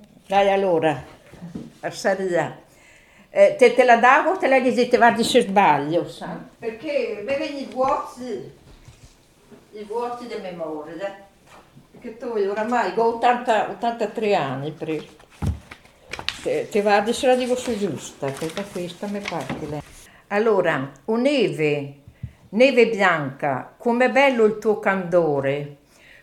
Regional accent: Besenello, Trentino-Alto Adige, Italy; Sì, sono da Besenelle

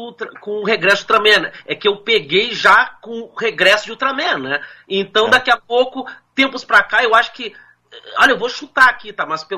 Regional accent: Porto Alegre, Rio Grande do Sul, Brazil; also born or lived in Piauí; eu nasci no Piauí, mas a gente veio pra Porto Alegre, e daí eu pequeno me lembro

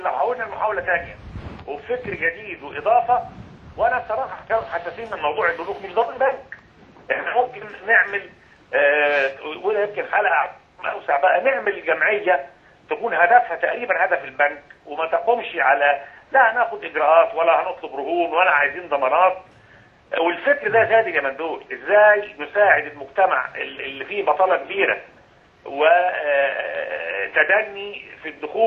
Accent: Egypt; المفروض ان دورنا كلنا كمصريين من اجل بلدنا

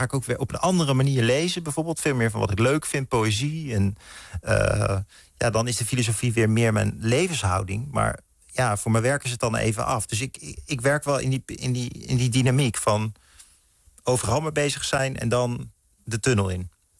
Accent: Utrecht, Netherlands; now in Amsterdam, Netherlands; Mijn familie wijst al naar de omgeving Amersfoort en Hilversum. En daar ging ik naar school. Toen ging ik studeren. Toen kom ik in Amsterdam. Daar woon ik nu in de buurt.

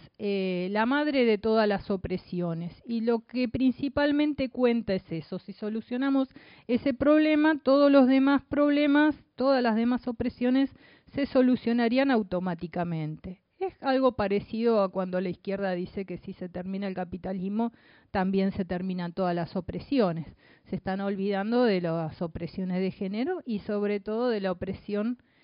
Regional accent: Buenos Aires, Argentina; born there; por línea materna soy uruguaya también. Soy argentina y soy uruguaya. Nací en Buenos Aires.

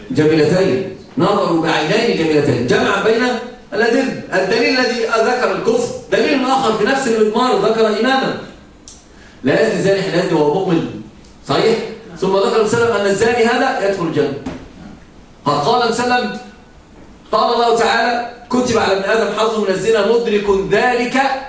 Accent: Egypt; عندنا في مصر مثل يقال

